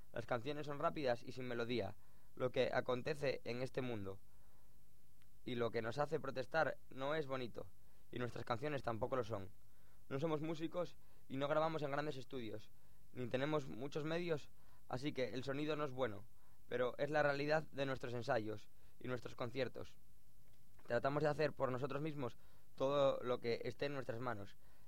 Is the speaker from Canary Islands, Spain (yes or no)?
no; Avilés, Asturias, Spain; en Avilés, que es donde, de donde soy